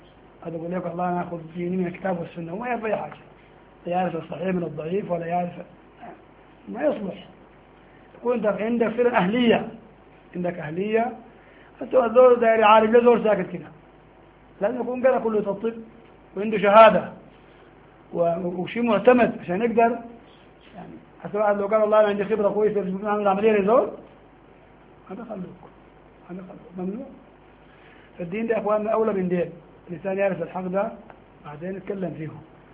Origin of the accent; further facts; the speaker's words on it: Sudan; ونحن عندنا في السودان ده المذهب المعروف عند الناس